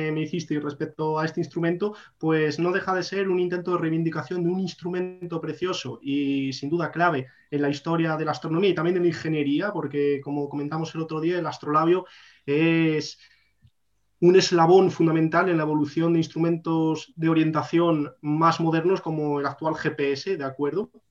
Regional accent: Castile and León, Spain; yo soy del norte de León, y allí el caldo, igual que aquí con los olivos y el aceite

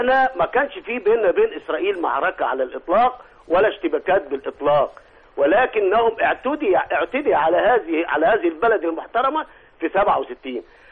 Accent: Egypt; واحنا كمصريين الموت ده بالنسبه لنا بقى عادي

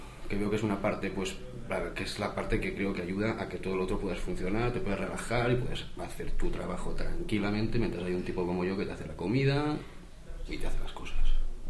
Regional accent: Arbúcies, Catalonia, Spain; vengo de Arbucias, Girona

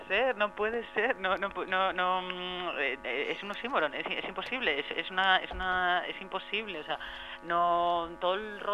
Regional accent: Castellón, Valencian Community, Spain; Yo soy de Castellón, pero yo estudié todo el colo en castellano, a mí se me habló siempre en castellano, yo hablo catalán muy mal.

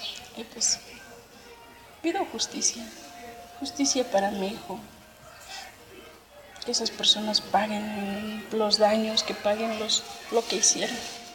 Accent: Mexico; lo tiene de nosotros como mexicanos

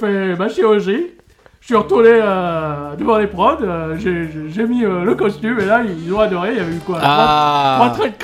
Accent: Grand-Quevilly, Normandy, France; born there; Je suis né à Grand Quevilly. Le coin de Franck Dubosc, si vous connaissez, à Petit Quevilly.

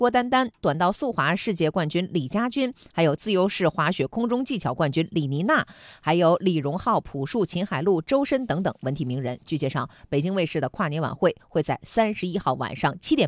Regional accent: Dashiqiao, Liaoning, China; 是的，大石桥的嘛

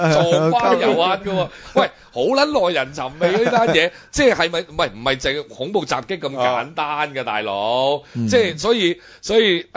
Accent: Hong Kong; 我哋個外國家就幫我哋香港人出翻啖氣啊

